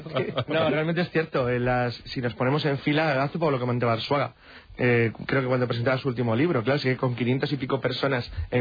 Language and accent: Spanish; Spain; Todos estamos más lejos, somos españoles. Por lo tanto, estamos muy al oeste